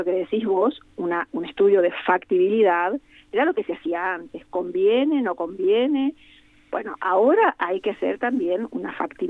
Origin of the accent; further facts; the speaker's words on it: Corrientes, Argentina; Yo soy correntina